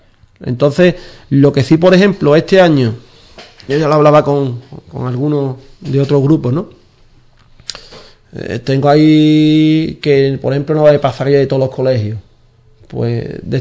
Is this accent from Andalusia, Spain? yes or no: yes; Cádiz, Andalusia, Spain; somos de esta tierra, somos de Cádiz, somos andaluces